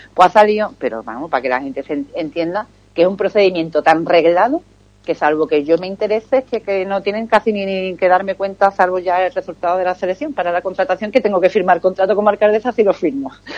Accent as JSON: {"language": "Spanish", "town": "Ubrique", "region": "Andalusia", "country": "Spain", "said": "para necesidades de Ubrique, yo quiero que entre gente de mi pueblo, que además son a los que nos debemos"}